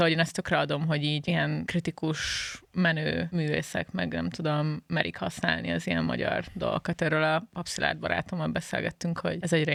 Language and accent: Hungarian; Hungary; Szóval én azért el vagyok itt Magyarországon magyarként.